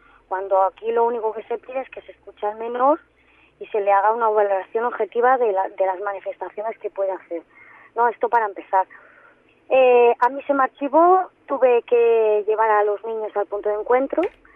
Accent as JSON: {"language": "Spanish", "town": "Barcelona", "region": "Catalonia", "country": "Spain", "said": "yo soy de Barcelona, me derivan a un hospital en Barcelona"}